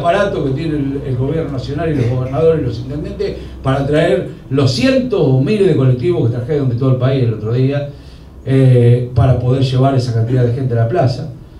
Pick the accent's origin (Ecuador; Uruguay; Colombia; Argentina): Argentina; por lo menos a mí como argentino me dieron vergüenza ajena